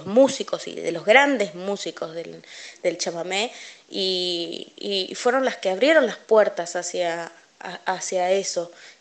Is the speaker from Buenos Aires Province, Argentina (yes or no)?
no; Corrientes, Argentina; also born or lived in Buenos Aires; yo soy de aquí de Buenos Aires, nací acá en Buenos Aires, pero me crié en Corrientes, allá en... estuve un tiempo viviendo con mis abuelos, sé lo que es la vida de campo realmente